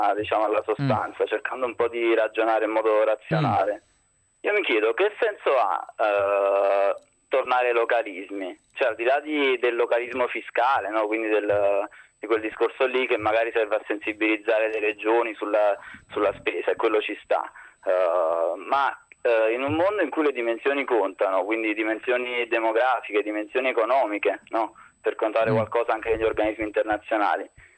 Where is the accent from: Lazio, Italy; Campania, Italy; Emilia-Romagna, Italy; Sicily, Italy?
Campania, Italy; Naples; now in Milan, Italy; Allora, se vuole è napoletano, perché sono di Napoli, quindi...